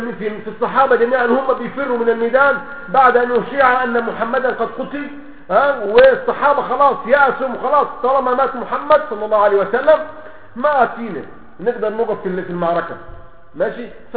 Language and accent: Arabic; Egypt; زي ما بيقولوا كده عندنا في مصر